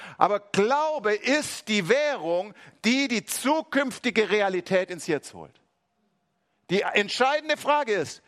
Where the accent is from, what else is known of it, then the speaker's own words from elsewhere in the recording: Swabia, Germany; als Schwabe muss man da aufpassen